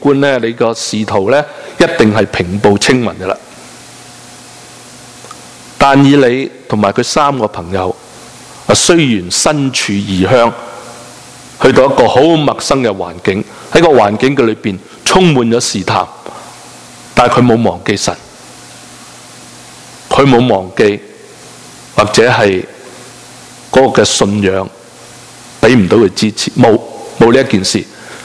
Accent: China; 餐餐食斋，餐餐饮水，对我们中国人来讲更加的困难

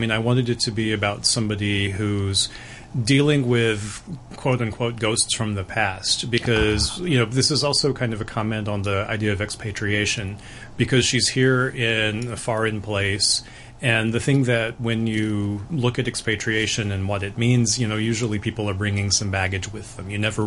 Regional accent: American South, United States; But I grew up with that. I mean, I'm from the American South, and you know, I grew up hearing stories from my family and from people there, and you know, it's a very ghost intensive part of the world.

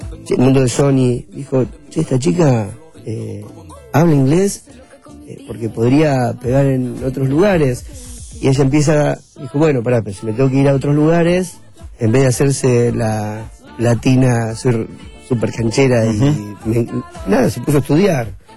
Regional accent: La Plata, Buenos Aires Province, Argentina; born there; En La Plata.

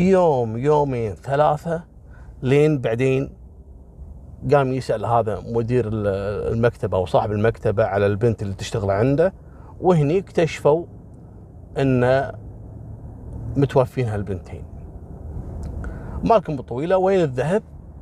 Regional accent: Kuwait; والله مرة صادوا ساحر عندنا في الكويت

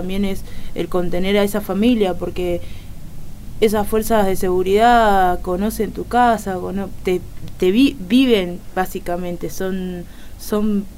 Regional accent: Villa Soldati, Buenos Aires, Argentina; Villa Soldati.

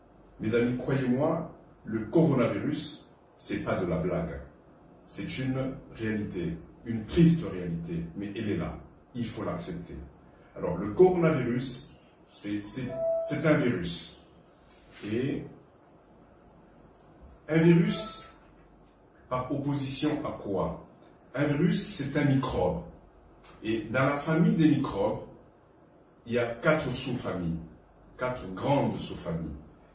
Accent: DR Congo; l'Université de Mbujimayi au Kasaï oriental chez nous au Congo. Je suis actuellement en mission humanitaire à Bamako, au Mali

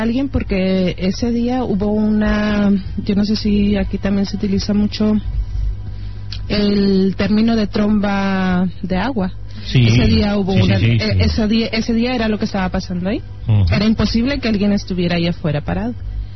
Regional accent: Mexico; pues yo soy mexicana

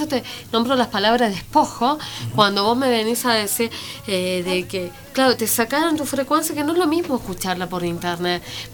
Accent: Chile; siendo chilena, ¿no? Uh-huh. Siendo acusada de tantas barbaridades que yo como pueblo no tengo nada que ver. ¿Me entiendes? Siendo hijo de Correntina, ¿no? Criándome sabiendo que las Malvinas fueron, son y serán argentinas.

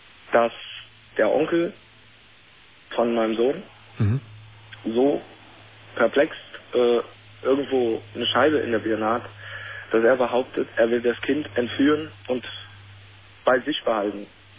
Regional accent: New York, United States; German is a second language; ich bin halt eben die meiste Zeit in New York im Ghetto groß geworden.

